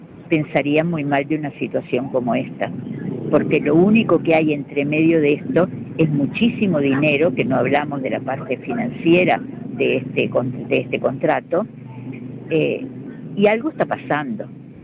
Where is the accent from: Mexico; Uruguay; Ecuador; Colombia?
Uruguay; Nosotros podemos decidir qué es lo que queremos hacer con el río como uruguayos y de la parte que nos corresponda como Uruguay